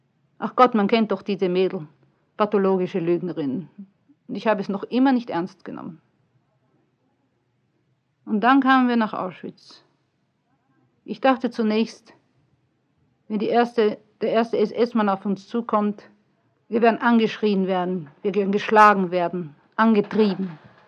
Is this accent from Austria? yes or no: yes; Vienna, Austria; Ich sage, aus Wien.